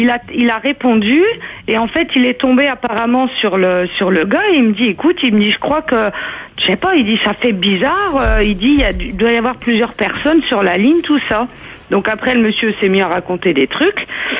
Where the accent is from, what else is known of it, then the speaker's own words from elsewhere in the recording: Grand Est, France; Et nous aussi, on est de la Marne.